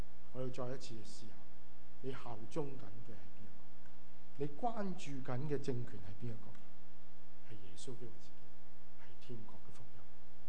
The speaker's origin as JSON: {"language": "Cantonese", "region": "Guangdong", "country": "China", "said": "咁当然我哋广东人就中意食生勾勾嘅鱼啦"}